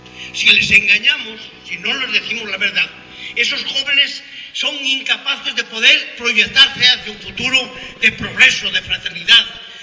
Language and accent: Spanish; Castile and León, Spain; la parte de León, del Bierzo, yo soy del Bierzo